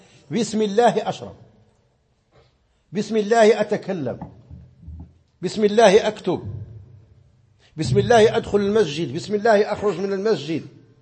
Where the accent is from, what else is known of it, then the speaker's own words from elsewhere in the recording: Morocco; كما مر معنا مثلا في القنوت، في قنوت الصبح عندنا في المغرب